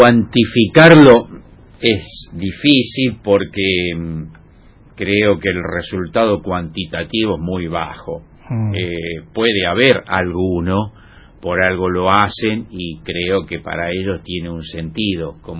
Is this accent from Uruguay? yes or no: no; Argentina; estamos dispuestos a militar más que nunca para que eso ocurra como argentinos y como latinoamericanos